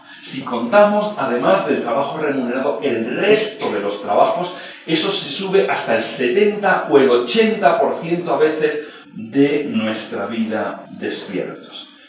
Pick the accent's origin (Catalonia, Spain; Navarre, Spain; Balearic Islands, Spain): Catalonia, Spain; Premià de Mar; Cuando yo paso por la autopista en Premia, mi pueblo queda debajo.